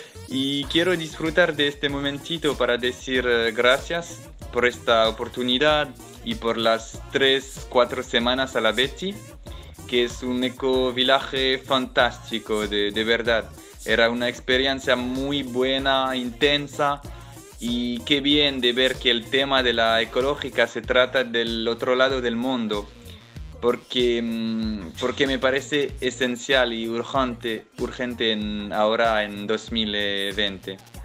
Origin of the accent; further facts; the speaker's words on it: France; Spanish is a second language; de Francia. Es un placer de hablar hoy, sabiendo que mañana son cumpliendo 6 años de radio.